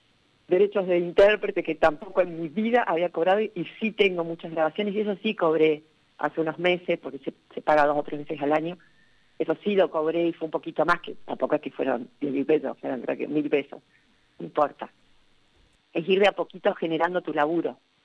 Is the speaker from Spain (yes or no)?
no; San Martín, Buenos Aires Province, Argentina; estamos entre medio del limbo entre que somos de San Martín y somos de la provincia